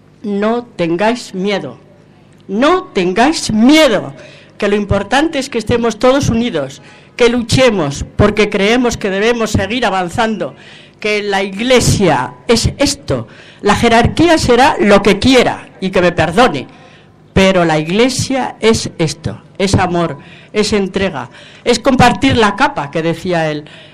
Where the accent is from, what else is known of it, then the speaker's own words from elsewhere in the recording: Logroño, La Rioja, Spain; Bueno, yo de casualidad estoy aquí, soy de Logroño, pero tengo una hija aquí